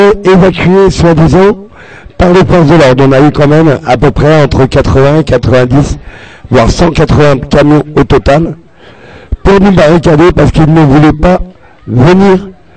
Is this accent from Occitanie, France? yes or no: no; Paris, Île-de-France, France; born there; Je suis à la rue. Je suis français. Je suis né en France, Paris 14e.